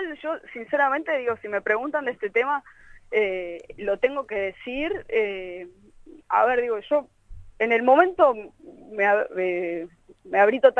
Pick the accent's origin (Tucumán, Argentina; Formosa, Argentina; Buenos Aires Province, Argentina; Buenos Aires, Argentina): Tucumán, Argentina; Yo estaba en Tucumán, yo soy tucumana, y había ido, bueno, a tocar y de paso iba a visitar a la gente de mis pagos.